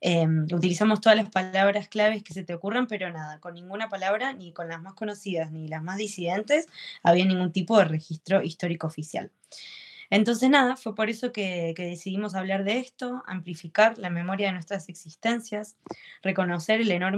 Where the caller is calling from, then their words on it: Córdoba, Argentina; desde Córdoba.